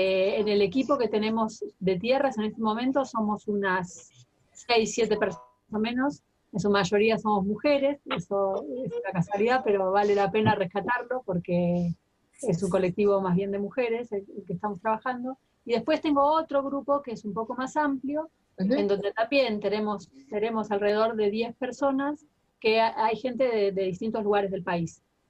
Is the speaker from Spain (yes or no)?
no; Bariloche, Río Negro, Argentina; soy de Bariloche, soy profesora de historia